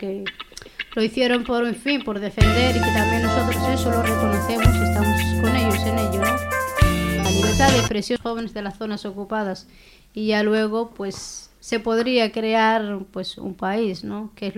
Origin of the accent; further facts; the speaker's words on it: Western Sahara; accent: Hassaniya; hablan muy poco el hasenía, que es nuestro dialecto.